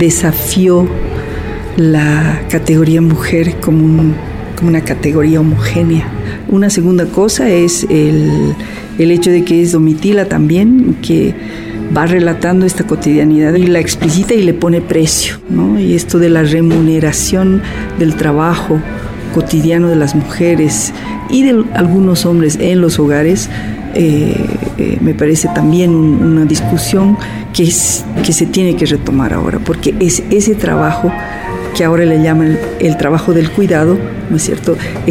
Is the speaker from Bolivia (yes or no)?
yes; Bolivia; now in United States; soy antropóloga boliviana y vivo en Estados Unidos y estoy enseñando en la Universidad de Nueva York.